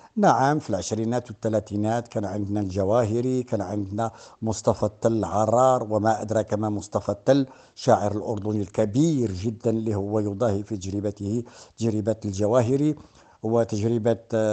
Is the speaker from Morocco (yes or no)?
yes; Morocco; بينما الكتابة الزاجلة عندنا في المغرب راه هي عندها 100 سنة